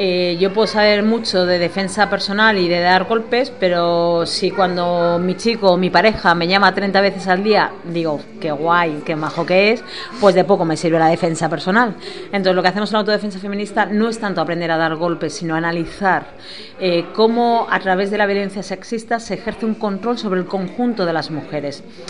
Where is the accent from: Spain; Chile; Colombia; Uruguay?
Spain; Bilbao, Basque Country; soy activista feminista, soy de Bilbao